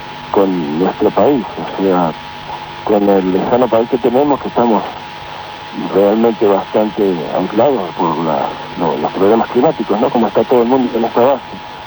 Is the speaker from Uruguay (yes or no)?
yes; Uruguay; como todo uruguayo, en Uruguay hay 3 millones de futboleros